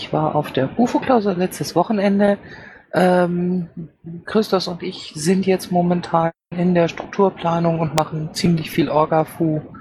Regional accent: Bavaria, Germany; weil ganz nebenher bin ich ja auch aus Bayern, ne?

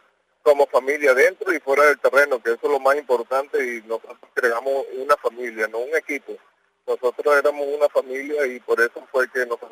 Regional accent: Valencia, Carabobo, Venezuela; yo, como valenciano, me crié en la Michelena, magallanero toda mi vida

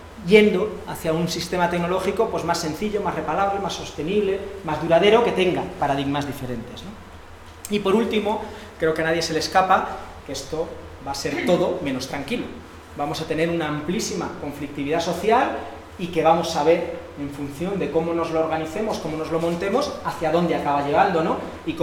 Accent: Madrid, Community of Madrid, Spain; Madrid, de donde yo vengo

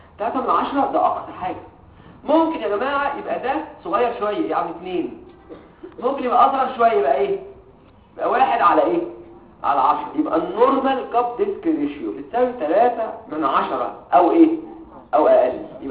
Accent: Egypt; انا مصري زي كل حاجه

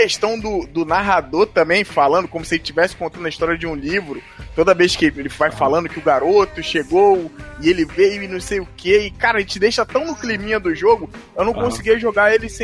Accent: Madureira, Rio de Janeiro, Brazil; quando eu era mais moleque, saiu esse jogo, eu ia jogar muito no shopping aqui, na minha terrinha aqui, em Madureira

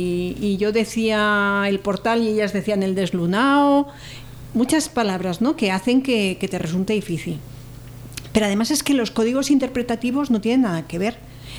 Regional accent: Madrid, Community of Madrid, Spain; moved away; Yo soy migrante, yo vine de Madrid aquí en los años 80. Eran 300 kilómetros

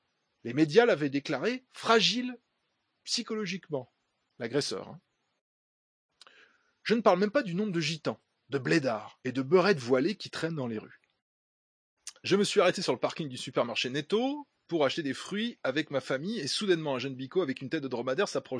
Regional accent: Oloron-Sainte-Marie, Nouvelle-Aquitaine, France; moved away as an adult; j'ai 34 ans et je suis originaire d'Oloron, Sainte-Marie, une petite ville rurale du sud-ouest de la France, proche de la frontière espagnole et de la ville de Pau. Une petite ville de 10 000 habitants.

